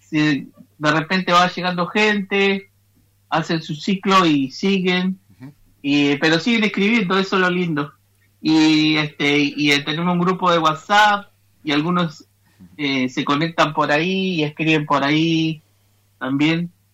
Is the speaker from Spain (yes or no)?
no; Comodoro Rivadavia, Chubut, Argentina; Soy de acá de Jeiqueque, mal conocido como Comodoro Rivadavia, acá la ciudad pegada al mar, que nació ahí de casualidad, pero acá estamos. Soy mapuche urbano